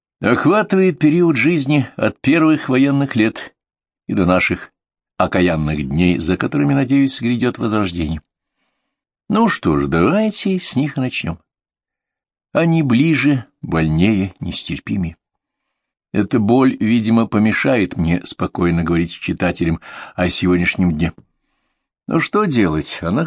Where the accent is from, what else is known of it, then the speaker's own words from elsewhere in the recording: Moscow, Russia; born there; Я сам по национальности украинец. Родился, живу в Москве. Корни и здесь, и там, как и родные в России и на Украине.